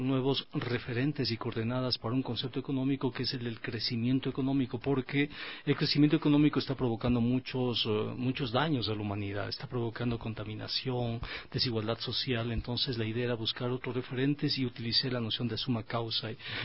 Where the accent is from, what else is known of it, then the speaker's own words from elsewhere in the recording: Quito, Pichincha, Ecuador; soy quiteño, nací en 1963